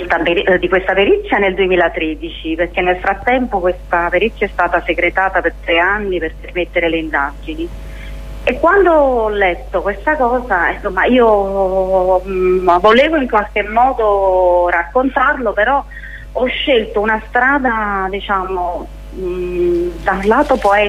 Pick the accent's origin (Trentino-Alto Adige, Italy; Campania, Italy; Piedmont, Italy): Campania, Italy; Naples; Io sono napoletana